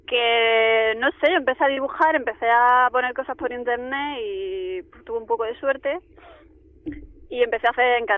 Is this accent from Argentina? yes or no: no; La Carolina, Andalusia, Spain; vengo de un pueblo de Jaén, que se llama La Carolina.